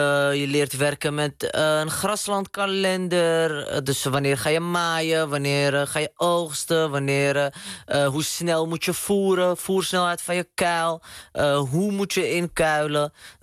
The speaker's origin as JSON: {"language": "Dutch", "town": "Amsterdam", "region": "North Holland", "country": "Netherlands", "said": "De eerste gediplomeerde Marokkaanse boer uit Amsterdam-Oost."}